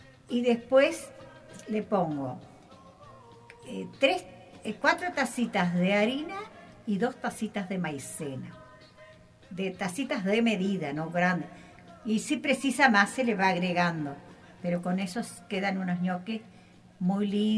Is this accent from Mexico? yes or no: no; Soca, Canelones, Uruguay; Yo quiero mucho a mi pueblo, estar por esta, ahí. Soy soquense.